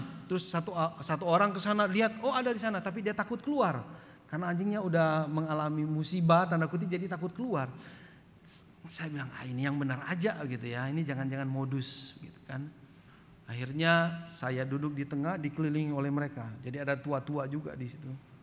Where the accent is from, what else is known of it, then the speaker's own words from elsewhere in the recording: East Nusa Tenggara, Indonesia; Saya juga orang timur. Saya orang Flores